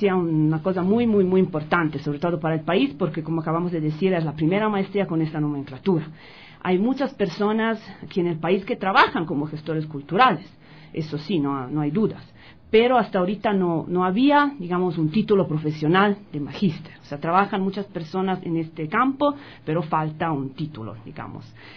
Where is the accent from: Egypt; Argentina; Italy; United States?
Italy; Spanish is a second language; now in Ecuador; soy italiana, pero son hace 4 años que vivo aquí en Ecuador